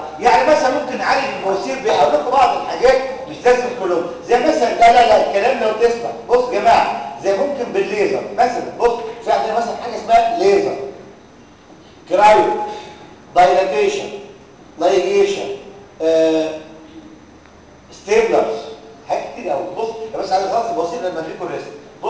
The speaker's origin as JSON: {"language": "Arabic", "country": "Egypt", "said": "على فكره عندنا في مصر اقول لهم حاجه للاسف اللي تعرفوها"}